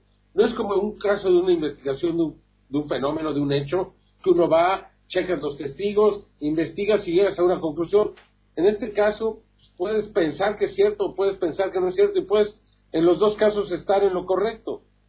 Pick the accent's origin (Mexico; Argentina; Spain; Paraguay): Mexico; aquí en mi país, cuando hay tal cantidad de violencia, ¿no? Cuando la mayoría de los mexicanos